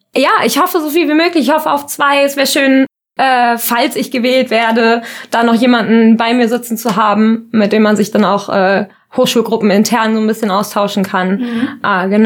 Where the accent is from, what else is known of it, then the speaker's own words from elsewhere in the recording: Kassel, Hesse, Germany; moved away as an adult; now in Kiel, Germany; bin 22 Jahre alt. Ich komme ursprünglich aus Kassel und bin dann vor 2 Jahren ungefähr nach Kiel gezogen.